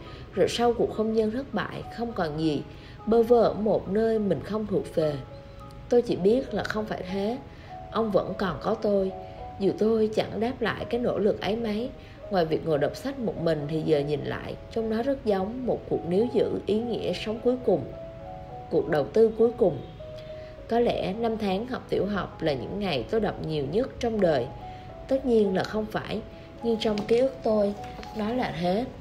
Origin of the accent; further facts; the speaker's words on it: Haiphong, Vietnam; Quê nội tôi ở Yên Bái. Tôi sinh ra và lớn lên ở Hải Phòng. Mỗi mùa hè, bố đưa tôi về quê bằng tàu hỏa và chúng tôi thường dừng ở Hà Nội nửa ngày.